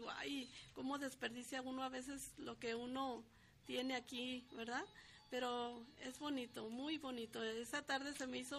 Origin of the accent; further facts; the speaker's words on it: Guadalajara, Jalisco, Mexico; somos de aquí de Guadalajara y a veces no conocemos muchos rinconcitos aquí cercanos.